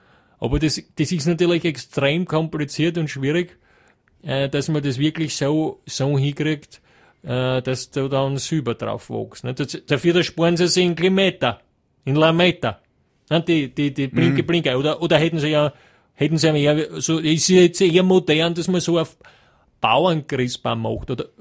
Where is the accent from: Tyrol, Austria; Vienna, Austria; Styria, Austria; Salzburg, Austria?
Styria, Austria; Hieflau; in Hieflau, das werden Sie jetzt nicht kennen, aber in der Steiermark, aus einem kleinen Ort, Hieflau, Gesäuse, wird Ihnen nichts sagen. Ja. Ne? Aber aus der Steiermark, also dort, wo ich herkomme